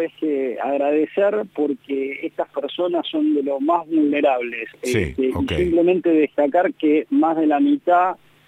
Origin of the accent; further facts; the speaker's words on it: Argentina; ojalá que como argentinos y como una sociedad global cada vez nos interesemos por nuestro país